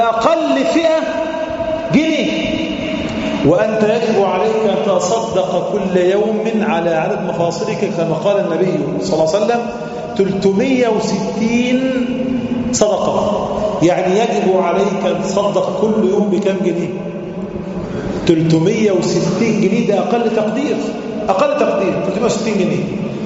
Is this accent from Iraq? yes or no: no; Egypt; النهاردة العملة عندنا في مصر مثلا